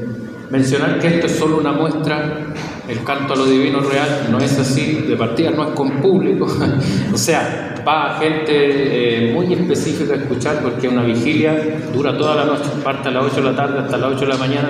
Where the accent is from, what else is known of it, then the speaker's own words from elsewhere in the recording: Chile; Soy chileno.